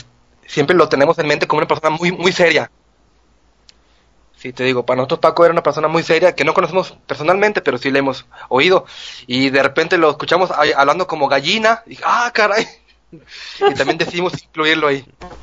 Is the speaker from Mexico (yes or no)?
yes; Monterrey, Nuevo León, Mexico; de Monterrey, Nuevo León